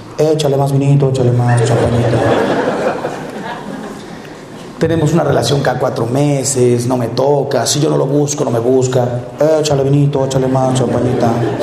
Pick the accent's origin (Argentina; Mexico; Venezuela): Mexico; Miren, yo soy mexicano y estamos aquí, pues me imagino que puros mexicanos. Hay que reconocer que en este país tenemos una filosofía que yo la llamo cara de piedra.